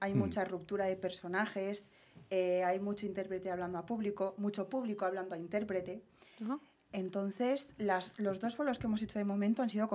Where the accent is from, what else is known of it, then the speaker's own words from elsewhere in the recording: Ermua, Basque Country, Spain; No, bueno, estoy hablando de las de Ermua ahora.